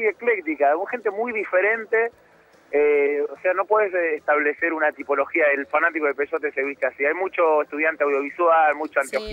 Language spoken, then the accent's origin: Spanish; Ciudadela, Buenos Aires Province, Argentina; De Ciudadela.